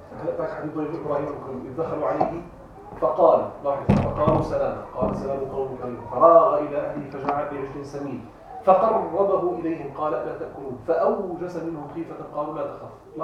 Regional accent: Damascus, Damascus Governorate, Syria; أو حتى عندنا نحن عندنا في دمشق لا نجعل مثلا الضيف يعني العادة القديمة العربية

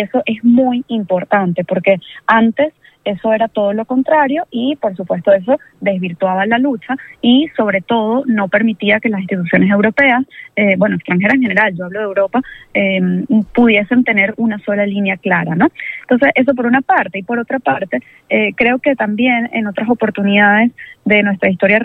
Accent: Venezuela; pero no a mí como … sino como venezolana

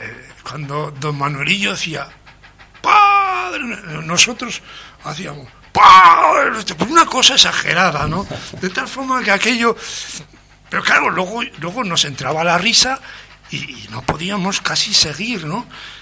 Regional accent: Medina de Pomar, Castile and León, Spain; En mi pueblo, en Medina de Pomar, Burgos, había varias iglesias.

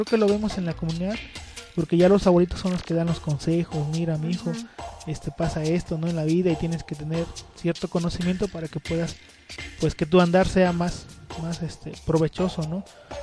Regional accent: Citlala, Guerrero, Mexico; me voy a contextualizar y como si yo estuviera en Citlala, ¿no? Porque extraño mucho mi pueblo.

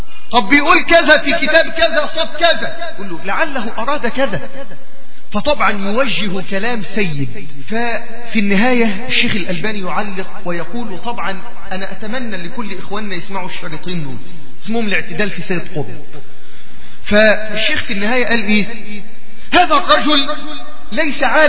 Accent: Egypt; عندنا في مصر

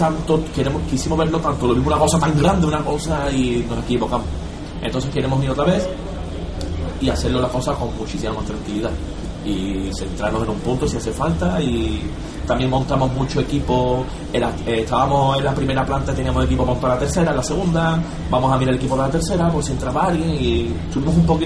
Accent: Seville, Andalusia, Spain; born there; Yo nací en Sevilla, pero lejos de Londres.

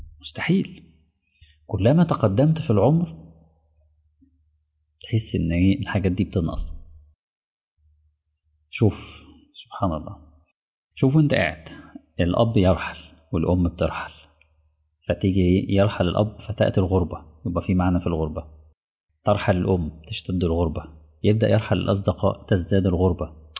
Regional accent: Mansoura, Dakahlia, Egypt; now in Dammam, Saudi Arabia; وانا راجل من المنصوره وجاي لي شغل ما اكون مدرس في الدمام

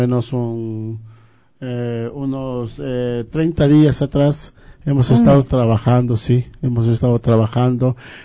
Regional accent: Loja, Ecuador; moved away; en el caso mío, yo vengo desde Loja, con sueños, con aspiraciones de vidas mejores, de encontrar un futuro mejor

